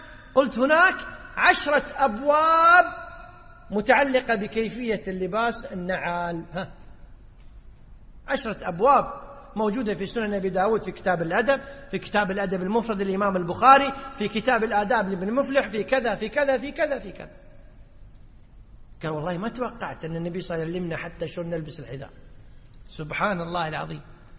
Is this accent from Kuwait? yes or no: yes; Kuwait; يعني في اصطلاح الناس عندنا بالكويت يقول ايش يتطنز